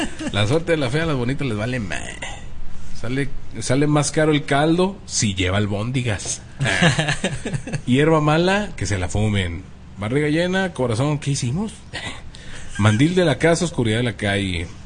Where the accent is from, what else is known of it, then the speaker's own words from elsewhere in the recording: Tlalpan, Mexico City, Mexico; Les mando un gran saludo desde mi terruño, San Andrés, Totoltepec, Tlalpan, Distrito Federal, México.